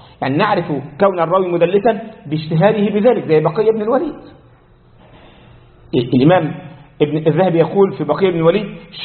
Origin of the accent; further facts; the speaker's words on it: Egypt; ده مثل عندنا في مصر